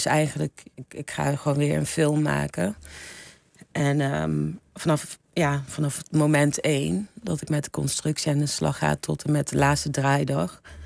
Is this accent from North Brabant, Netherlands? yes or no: yes; Eindhoven, North Brabant, Netherlands; moved away; ik ben uit Eindhoven weg met een reden. En, ik vond het heel klein en best wel dorps. En om dan na 20 jaar weer terug te keren... Nee, 20. Na 15 jaar weer terug te keren.